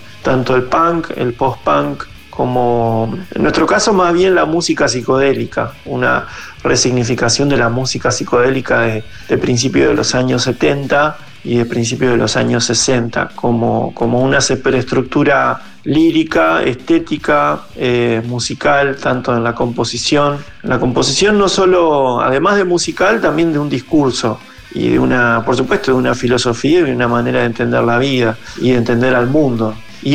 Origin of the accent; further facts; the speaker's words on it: Zárate, Buenos Aires Province, Argentina; Soy de Zárate, se puede decir que de la zona norte de la provincia de Buenos Aires.